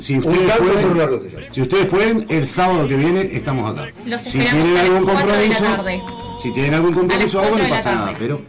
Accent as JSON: {"language": "Spanish", "town": "Fraile Muerto", "region": "Cerro Largo", "country": "Uruguay", "said": "soy de Fraile Muerto"}